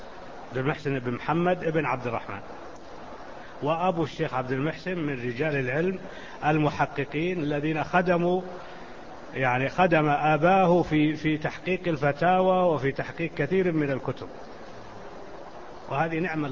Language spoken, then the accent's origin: Arabic; Najd, Saudi Arabia; فيقولون هذا طويق، جبل عندنا في نجد